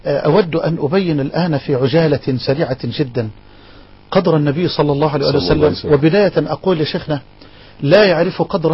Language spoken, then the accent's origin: Arabic; Egypt; وأخاطب المسؤولين في بلدنا مصر.